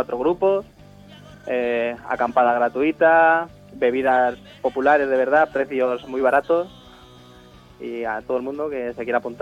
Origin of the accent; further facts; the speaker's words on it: Santa María de los Llanos, Castilla-La Mancha, Spain; Somos todos los 5 componentes, somos del pueblo de Santa María de los Llanos.